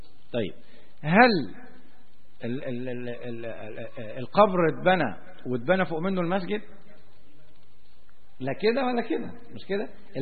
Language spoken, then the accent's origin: Arabic; Alexandria, Alexandria Governorate, Egypt; منطقة زي منطقة بحري عندنا في اسكندرية